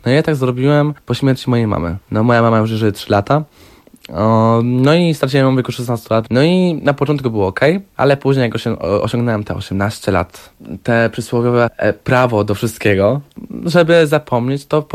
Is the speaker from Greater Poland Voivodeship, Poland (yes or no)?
yes; Poznań, Greater Poland Voivodeship, Poland; Tak, ku lepszemu, no bo ja pochodzę z Poznania, także inna część Polski.